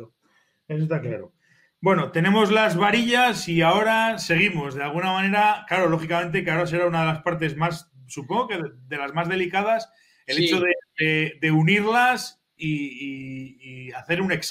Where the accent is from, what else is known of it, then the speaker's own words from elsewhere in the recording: Zaragoza, Aragon, Spain; yo soy de Zaragoza, pero me voy siempre que puedo, me escapo para arriba.